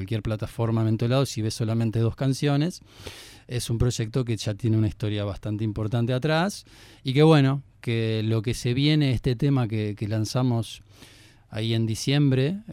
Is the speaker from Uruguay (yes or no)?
yes; Uruguay; Yo soy de aquí de Uruguay